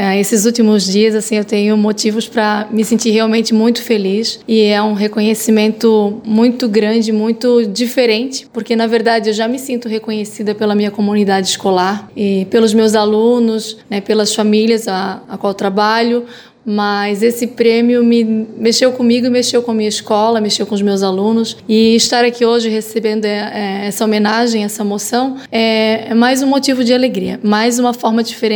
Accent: Gaspar, Santa Catarina, Brazil; Eu sou nascida aqui em Gaspar, sempre morei no Santa Terezinha

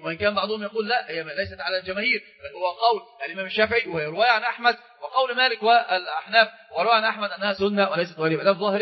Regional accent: Egypt; عندنا في مصر في مثل مشهور جدا

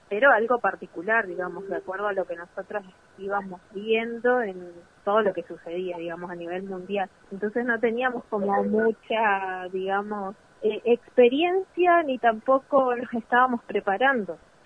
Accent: Chos Malal, Neuquén, Argentina; soy de Chosmalal.

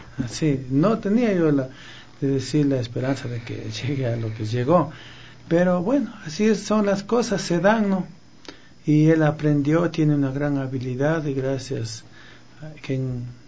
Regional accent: San José de Minas, Pichincha, Ecuador; yo siempre amé la música nacional, igual mis padres, yo... soy de San José de Minas y ahí pues siempre se escuchó la música nacional.

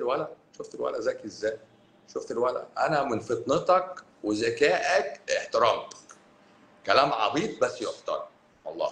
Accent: Cairo, Cairo Governorate, Egypt; بس انا مش اسكندراني، انا قهرواني، انا من القاهره، انا من القاهره، يعني ما بين الجيزه والقاهره

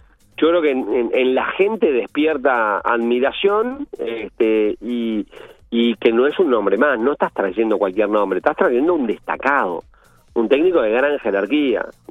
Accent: Uruguay; cómo somos los uruguayos

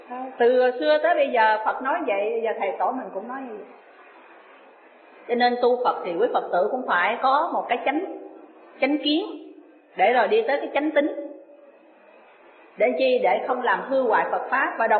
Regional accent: Ho Chi Minh City, Vietnam; Tôi là dân Sài Gòn. Nhưng mà tôi lại không có theo ở Sài Gòn.

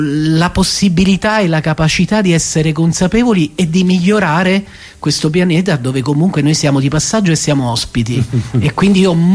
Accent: Campania, Italy; io sono vesuviano, nato sotto al Vesuvio

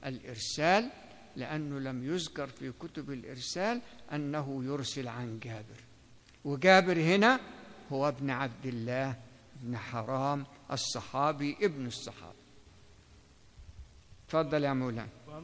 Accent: Egypt; مش عشان هو مصري وأنا مصري

